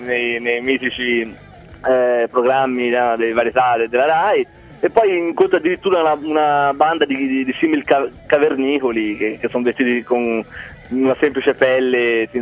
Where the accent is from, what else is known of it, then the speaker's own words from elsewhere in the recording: Prato, Tuscany, Italy; No, noi siamo di Prato.